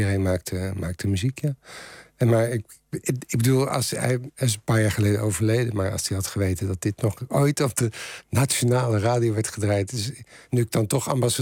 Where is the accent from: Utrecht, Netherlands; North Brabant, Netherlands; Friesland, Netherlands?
Utrecht, Netherlands; Ik kom uit Utrecht en de Utrechtse punkscene was best een levendige scene.